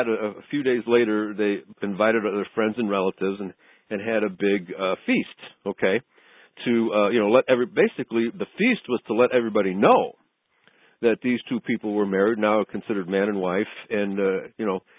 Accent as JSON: {"language": "English", "town": "Chicago", "region": "Illinois", "country": "United States", "tie": "born or raised there", "said": "Well, I remember as a child growing up in Chicago, going to numerous wedding feasts"}